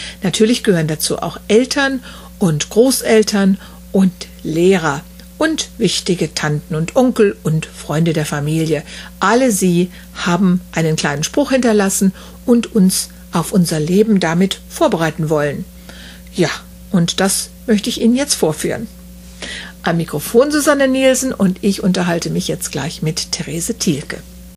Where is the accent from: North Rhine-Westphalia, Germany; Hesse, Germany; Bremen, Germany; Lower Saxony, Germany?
Hesse, Germany; Wiesbaden; Und das war dann in Wiesbaden, meiner Heimatstadt, also auch wo ich geboren bin und getauft bin und großgewachsen.